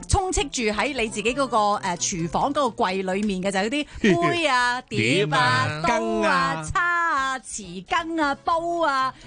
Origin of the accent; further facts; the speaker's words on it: China; 我哋就会系我哋中国人咁真系好叻嘅。